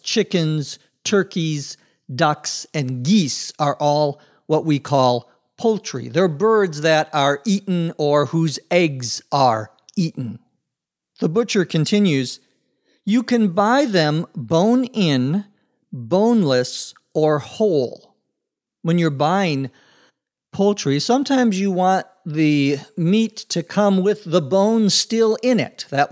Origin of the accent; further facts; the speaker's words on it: Minnesota, United States; Where I grew up in Minnesota, lots of people are into or interested in hunting.